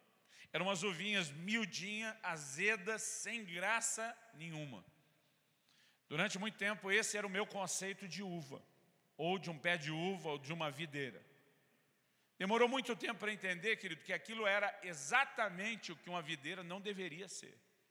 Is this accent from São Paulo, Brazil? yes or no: yes; São Paulo, Brazil; para nós, no interior de São Paulo, onde me criei, a gente chamava só de um pé de uva. Porque paulista